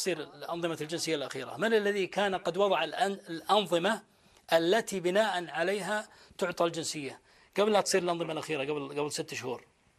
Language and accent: Arabic; Saudi Arabia; ما في بلد في العالم تسمى باسم عائله الا ديرتنا